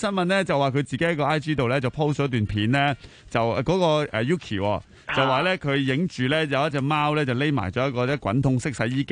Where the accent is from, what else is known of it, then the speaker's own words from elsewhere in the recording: Hong Kong; 我哋香港人咧，即系都唔止我哋香港人，好多人爱心爆棚咧